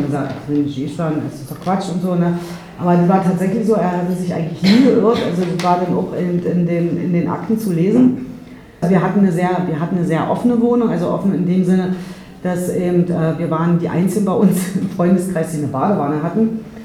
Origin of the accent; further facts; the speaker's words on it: Salzwedel, Saxony-Anhalt, Germany; born there; Irgendwann bin ich auch mal in Salzwedel geboren.